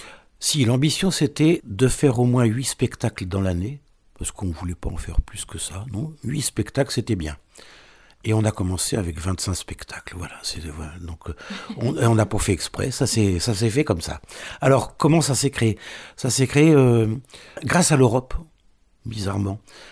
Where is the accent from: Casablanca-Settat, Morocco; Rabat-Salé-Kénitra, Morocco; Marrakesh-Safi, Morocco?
Casablanca-Settat, Morocco; Casablanca; Mais on n'est pas breton du tout. Hein. Moi, je viens de Casablanca, Maroc, ce n'est pas tout à fait la Bretagne.